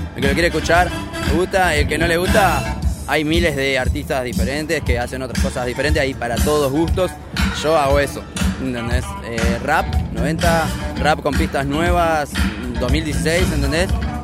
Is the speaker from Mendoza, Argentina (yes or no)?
no; Miramar, Buenos Aires Province, Argentina; yo tengo 33, estoy desde los 15, ¿entendés? Yo soy de Miramar, de al lado de Mar del Plata